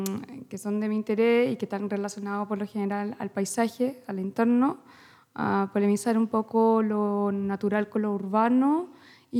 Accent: Santiago, Santiago Metropolitan Region, Chile; porque soy de Santiago, de Chile.

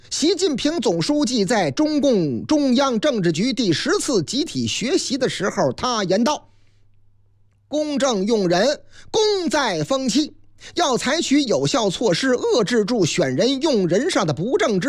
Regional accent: Sichuan, China; 当然了，当然喽，四川是我的老家。

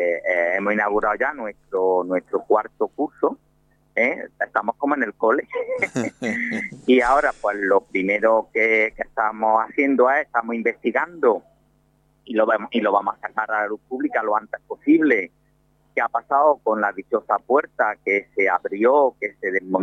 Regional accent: Córdoba, Andalusia, Spain; como cordobés, andaluz, cuando yo iba a mi mezquita

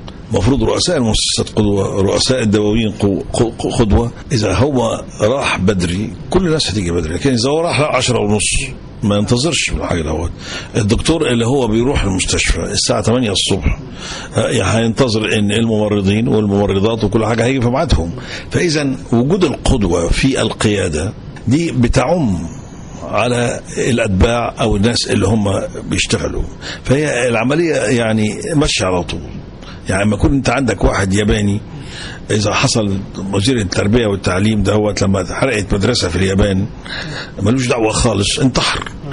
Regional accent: Egypt; ولكن أفخر إن أنا مصري وإن أنا بحارب.

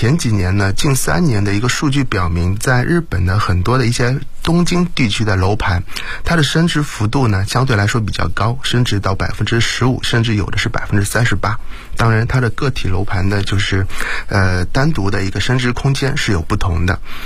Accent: China; 其实呢，这两年的日本的不动产受到我们中国人很大的关注。

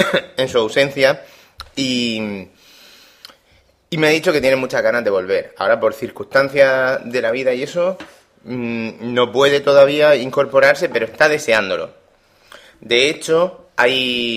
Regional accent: Region of Murcia, Spain; Nosotros somos de Murcia.

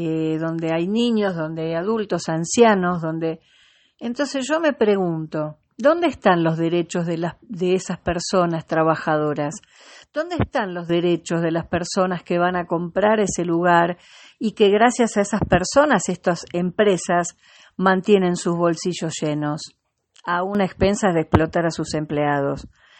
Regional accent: Argentina; Soy de acá porque elegí hace muchos años este lugar para vivir y soy argentina. No me importa dónde nací, nací en la Argentina

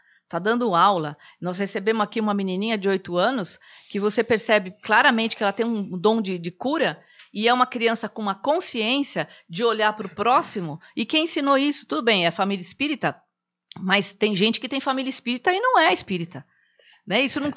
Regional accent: Brazil; eu sou mulher, eu sou brasileira, eu sou palestrante, eu sou espírita, eu sou evangélica

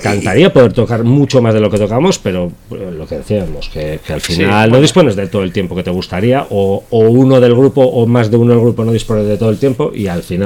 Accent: Basauri, Basque Country, Spain; O sea, nosotros somos de Basauri.

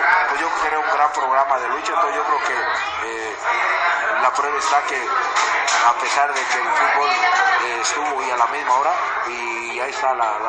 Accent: Guadalajara, Jalisco, Mexico; no digo mi casa, sino mi tierra, Guadalajara, con mis paisanos

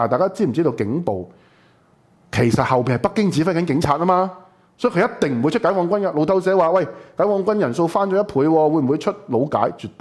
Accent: Hong Kong; 我哋每一個香港人有從小到大都冇咁強烈嘅感情，係覺得我哋係香港人。

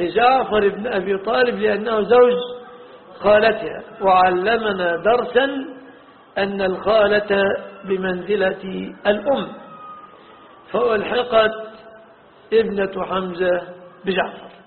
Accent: Egypt; باللفظة العامية التي نقولها نحن في بلادنا مصر

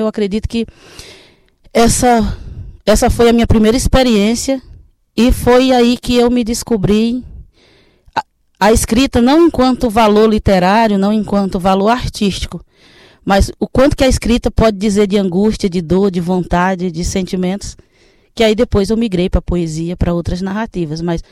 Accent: Ceará, Brazil; now in Sergipe, Brazil; embora eu esteja atualmente morando em Sergipe, mas eu sou do Ceará, do interior do Ceará, lá da região do Vale do Jaguaribe, no meio do norte. E a minha comunidade era uma comunidade pouco letrada.

